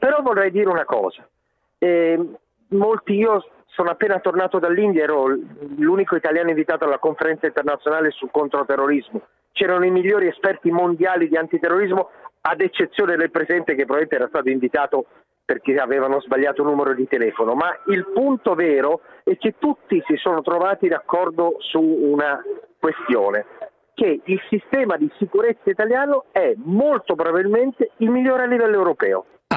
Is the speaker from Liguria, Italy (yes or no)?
yes; Genoa, Liguria, Italy; Io da genovese lo dico